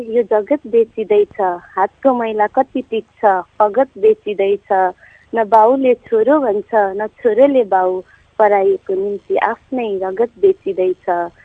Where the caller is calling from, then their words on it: Chandranigahapur, Madhesh Province, Nepal; चन्द्रनिकापुरबाट